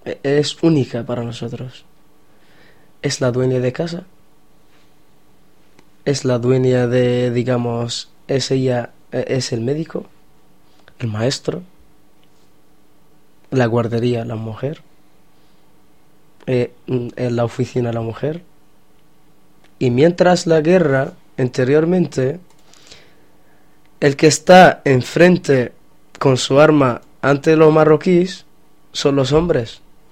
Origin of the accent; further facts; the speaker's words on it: Western Sahara; que somos saharauis y somos del Sahara, pero del Sahara marroquí